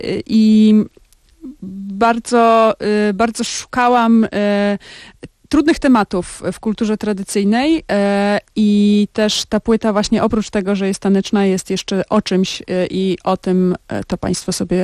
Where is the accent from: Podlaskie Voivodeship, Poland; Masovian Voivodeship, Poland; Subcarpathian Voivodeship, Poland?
Podlaskie Voivodeship, Poland; Białystok; Tany to jest płyta inspirowana moim rodzinnym regionem, województwem podlaskim i Białymstokiem, z którego pochodzę.